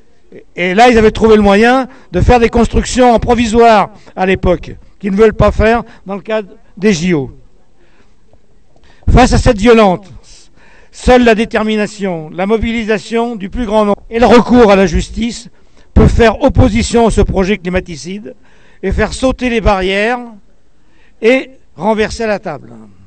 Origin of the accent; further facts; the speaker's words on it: Île-de-France, France; nous n'habitons pas les beaux quartiers, comme vous le prétendez. Nous sommes bien de Seine-Saint-Denis ou du 95